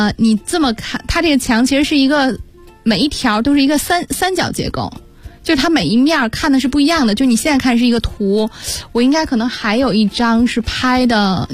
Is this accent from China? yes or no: no; Belgium; 我们讲比利时的时候说过啊，那是我的老家。